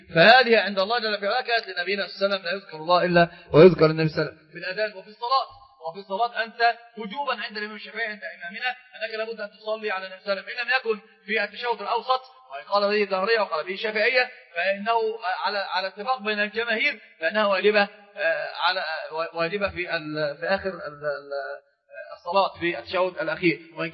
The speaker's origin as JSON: {"language": "Arabic", "country": "Egypt", "said": "عندنا في مصر في مثل مشهور جدا"}